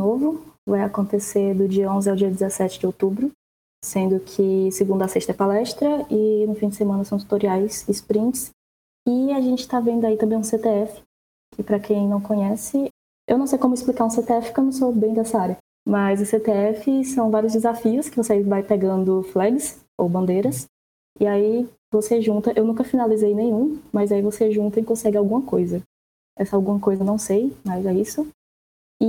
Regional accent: Ceará, Brazil; now in São Paulo, Brazil; atualmente estou morando em São Paulo, mas eu sou do Ceará.

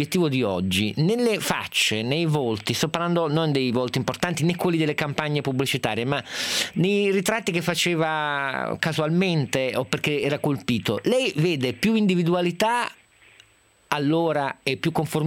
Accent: Turin, Piedmont, Italy; io vengo da Torino

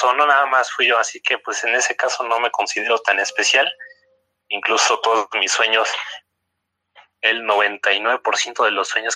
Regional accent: Huixquilucan, State of Mexico, Mexico; De Huixquilucan, Estado de México.

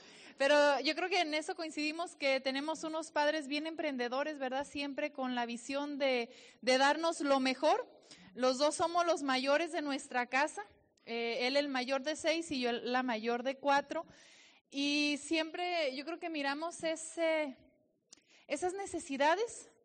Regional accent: Jalisco, Mexico; Soy de la región de Los Altos de Jalisco.

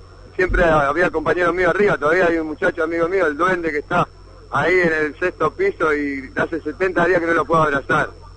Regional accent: Paraguay; Yo tengo tres machetes y vengo desde Paraguay.

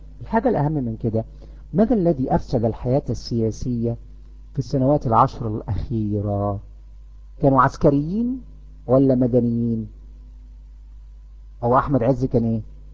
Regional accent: Egypt; اللي يهمنا احنا كمصريين ان ننتخب الكفء

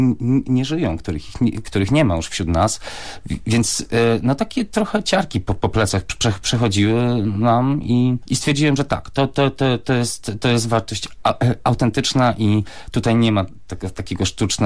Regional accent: Gdańsk, Pomeranian Voivodeship, Poland; born there; ja traktuję Kaszuby jako mój dom, chociaż urodziłem się w Gdańsku, czyli tak niby nieco obok.

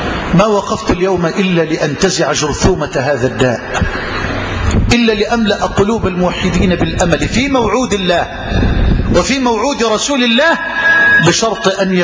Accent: Egypt; اللهم اجعل بلدنا مصر واحة للأمن والأمان

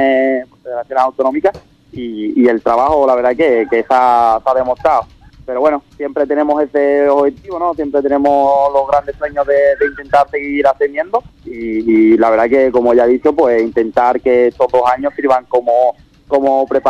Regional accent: Ubrique, Andalusia, Spain; siempre que tenga la posibilidad de ir a Ubrique, ¿no?, y correr la carrera de mi pueblo

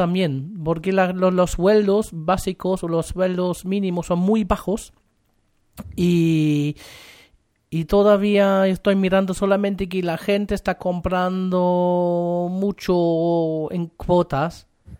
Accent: Germany; Spanish is a second language; also born or lived in Spain; now in Chile; Yo salí de Alemania a España, de España a Chile, y puedo comparar un poquito.

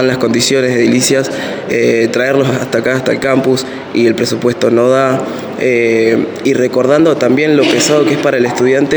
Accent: General Roca, Río Negro, Argentina; Yo vengo de afuera, vengo de Roca

